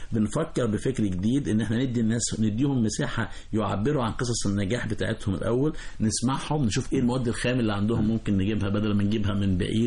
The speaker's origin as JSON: {"language": "Arabic", "country": "Egypt", "said": "خلي بالك احنا مصريين شعب ذكي بالفطرة"}